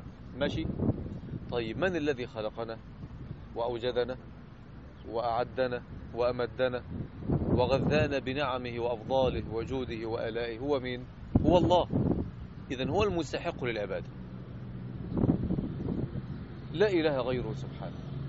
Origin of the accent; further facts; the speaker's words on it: Egypt; now in Jeddah, Saudi Arabia; الرجل في عز البرد عندنا في مصر، مش هنا طبعا في جدة